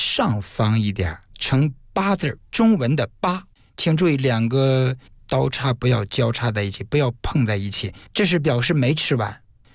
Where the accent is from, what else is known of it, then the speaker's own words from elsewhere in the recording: China; 但我们中国人呢，也不必用那么的亦步亦趋的跟着外国人走